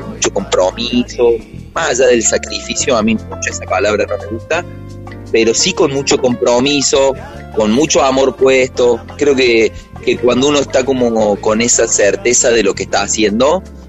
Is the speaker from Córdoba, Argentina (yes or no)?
yes; Córdoba, Argentina; somos una banda cordobesa, de cordobeses, en Córdoba, al sur del mundo